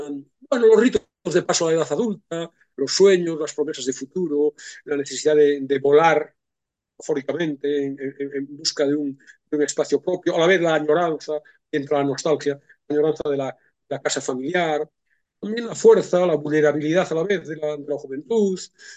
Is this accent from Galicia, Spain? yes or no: yes; Galicia, Spain; nada tienen que ver con mi adolescencia en Galicia